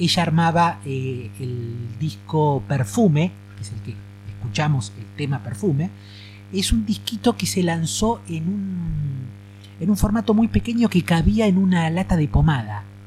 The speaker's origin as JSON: {"language": "Spanish", "town": "Germania", "region": "Buenos Aires", "country": "Argentina", "tie": "born or raised there", "said": "en mi pueblo, que es Germania, con fuerza llegaba Continental."}